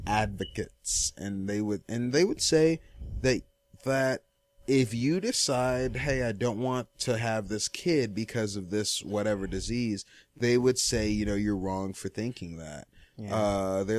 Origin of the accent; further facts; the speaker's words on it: Nigeria; But yeah, me being Nigerian, I've dealt with a lot of fuck.